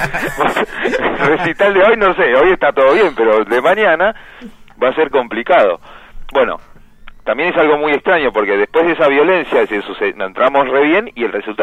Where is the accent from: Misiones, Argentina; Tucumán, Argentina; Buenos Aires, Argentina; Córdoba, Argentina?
Buenos Aires, Argentina; Pompeya; De Pompeya, soy de cerquita.